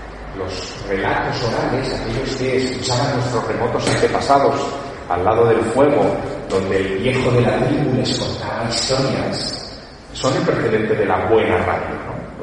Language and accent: Spanish; Teruel, Aragon, Spain; Soy un chico de pueblo. De pueblo, es decir, de un lugar pequeño. Es verdad que nací en Teruel, que tiene 30.000 habitantes.